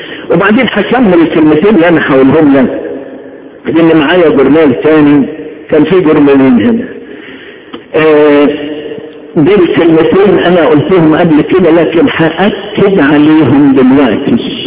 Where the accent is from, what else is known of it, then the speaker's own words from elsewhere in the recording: Upper Egypt, Egypt; بيسموها الصعيده ليبر او مسله، عارفين الليبر ولا انا صعيدي بس؟